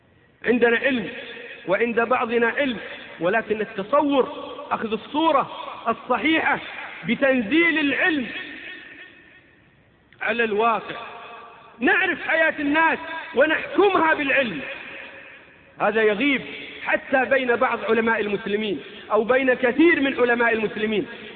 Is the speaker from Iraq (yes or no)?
no; Saudi Arabia; نحن أبناء المملكة العربية السعودية